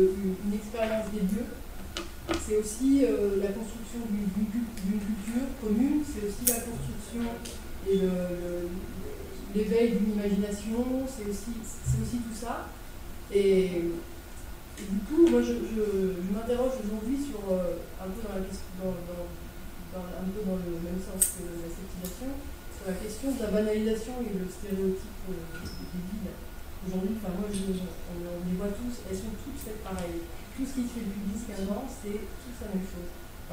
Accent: Orléans, Centre-Val de Loire, France; also born or lived in Bordeaux; now in Grenoble, France; moi, je suis originaire d'Orléans, donc une assez grande ville. J'ai fait mes études à Bordeaux. Je connaissais bien Toulouse-Lyon. Et aujourd'hui, je travaille sur Grenoble.

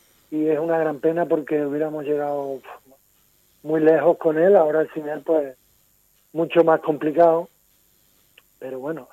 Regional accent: Andalusia, Spain; moved away; soy de Andalucía, aunque llevo media vida aquí, pero no tengo tanto arraigo

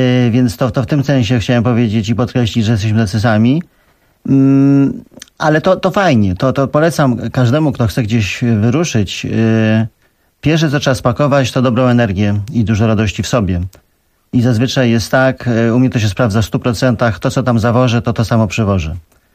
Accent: Abu Dhabi, United Arab Emirates; now in Poland; Ja tam się wychowałem, w Abu Dhabi, także ja tam się czuję tak samo jak tutaj.

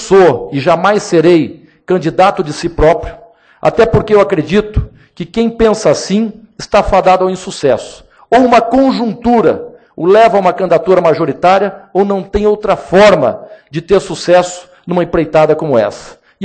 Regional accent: Londrina, Paraná, Brazil; eu sou do interior, sou nascido e criado em Londrina com muito orgulho.

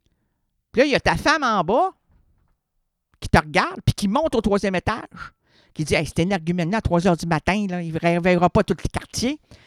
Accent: Quebec, Canada; quand ça vire, là, chez nous au Québec, là, ça vire pas à peu près.

